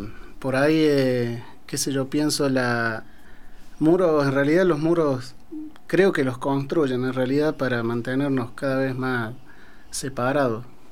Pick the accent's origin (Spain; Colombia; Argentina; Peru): Argentina; Córdoba; De Córdoba capital.